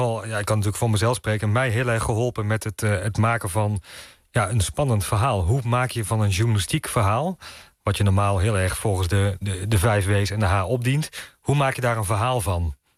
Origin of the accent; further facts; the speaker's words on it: North Brabant, Netherlands; ik kom echt uit Brabant, dus... Dat is een eentje verder weg.